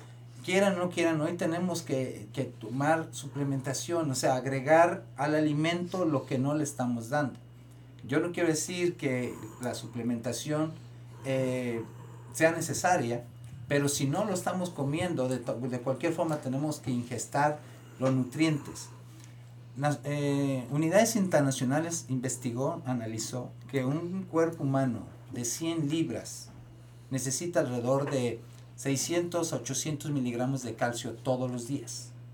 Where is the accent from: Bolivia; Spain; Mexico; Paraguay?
Mexico; Michoacán; also born or lived in Guadalajara; Yo soy de Sabue, Michoacán, pero estudié en Guadalajara. Yo vivía en el Coli.